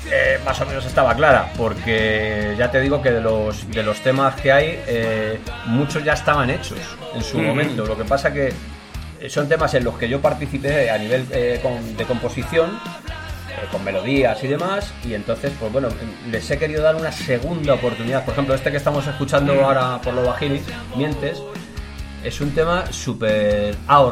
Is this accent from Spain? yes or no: yes; Catalonia, Spain; Que yo soy muy catalán, ¿eh? Y no lo olvido.